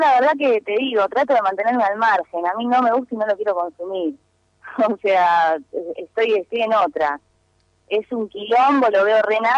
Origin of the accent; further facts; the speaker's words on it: Argentina; Yo no sé si fue a mí porque soy argentina